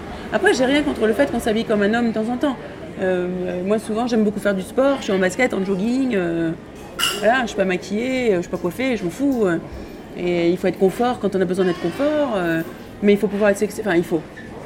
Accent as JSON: {"language": "French", "town": "Paris", "region": "Île-de-France", "country": "France", "tie": "born there", "said": "Si, je suis née à Paris."}